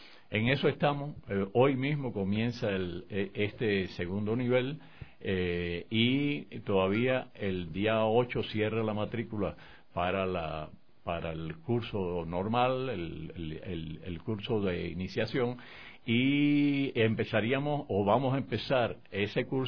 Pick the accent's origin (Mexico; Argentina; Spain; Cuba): Cuba; Matanzas; Pero mi pueblo, un pequeño pueblo de la provincia de Matanzas en Cuba, llegó un sacerdote canadiense